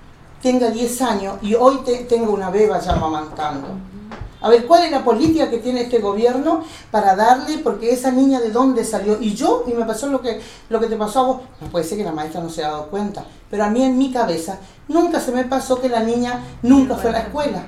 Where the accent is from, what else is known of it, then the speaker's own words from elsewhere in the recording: Pampa del Indio, Chaco, Argentina; es mi pueblo. Mi comunidad es Pampa del Indio. ¿Entendés o no? Mi comunidad Lote 9, por ejemplo, claro. Pero yo soy del pueblo indígena.